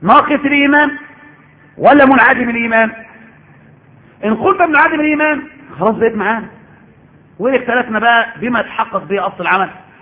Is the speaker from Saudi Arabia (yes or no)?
no; Egypt; لازم نعمل كده احنا كمصريين كده